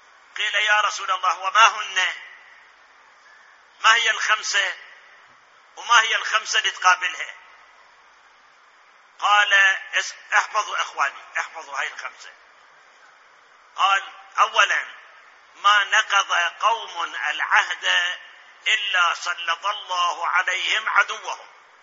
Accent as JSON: {"language": "Arabic", "country": "Iraq", "said": "الآن أسألكم المحاكم عندنا بالعراق سواء محاكم مدنية أو محاكم عسكرية أو محاكم جنائية"}